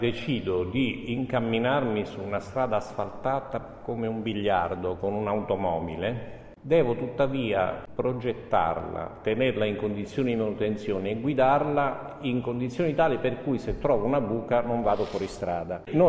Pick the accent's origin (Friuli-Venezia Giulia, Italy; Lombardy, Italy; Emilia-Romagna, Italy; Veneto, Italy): Veneto, Italy; Venice; born there; Sì, io sono nato a Venezia, no?